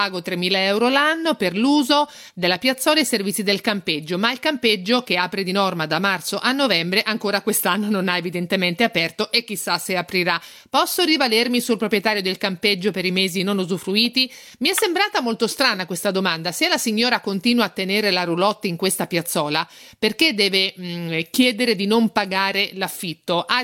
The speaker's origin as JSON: {"language": "Italian", "region": "Marche", "country": "Italy", "said": "io sono marchigiana, abito in prossimità del mare"}